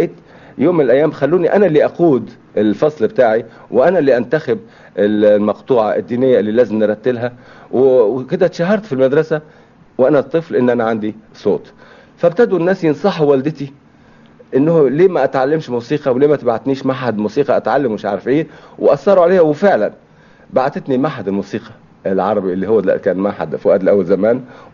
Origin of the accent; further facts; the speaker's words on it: As-Suwayda Governorate, Syria; ودخلوا في حرب مع الفرنسويين عشان يحرروا بلادنا سوريا وجبل الدروز